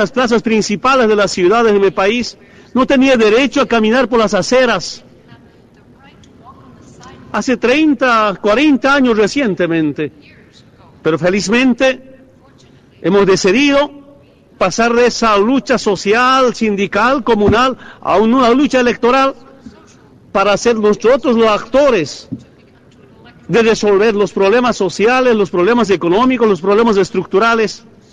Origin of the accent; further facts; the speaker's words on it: Bolivia; en representación de mi pueblo, de mi patria, Bolivia, y especialmente del movimiento indígena